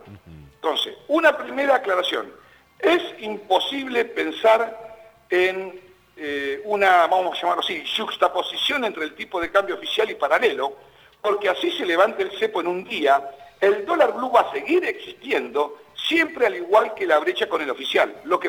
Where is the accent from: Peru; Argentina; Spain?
Argentina; lo que nosotros, como argentinos, en función de cuidar nuestro bolsillo